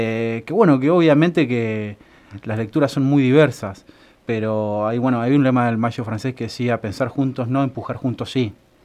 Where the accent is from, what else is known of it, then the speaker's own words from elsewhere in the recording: Santa Rosa, La Pampa, Argentina; Yo soy de acá, de Santa Rosa, sí.